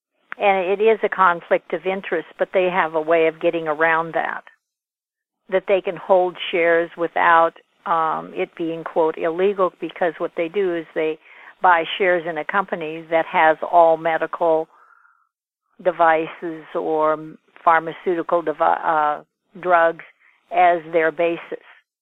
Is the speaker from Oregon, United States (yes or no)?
no; South Dakota, United States; I grew up in South Dakota near the Native Americans, and my dad is part Native American